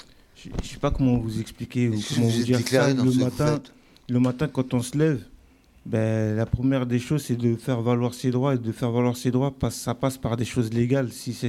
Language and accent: French; Burkina Faso; also born or lived in Congo / Guinea; Moi, je suis originaire du Burkina Faso, du Congo et de la Guinée. Plusieurs pays, c'est un mélange.